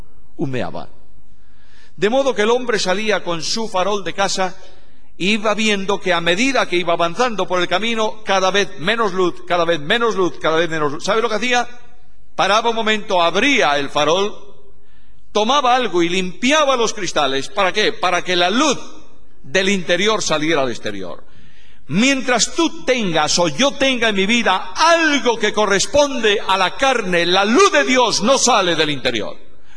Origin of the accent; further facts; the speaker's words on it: Galicia, Spain; En Galicia, mi tierra, hace muchos años, los campesinos se alumbraban con algo, llamaban allá el quinqué.